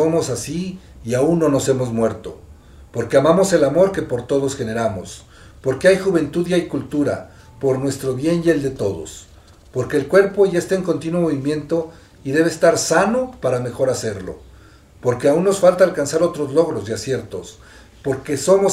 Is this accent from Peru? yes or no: no; Xochimilco, Mexico City, Mexico; Porque somos de Xochimilco, porque vivimos aquí, porque vivimos y convivimos con ellos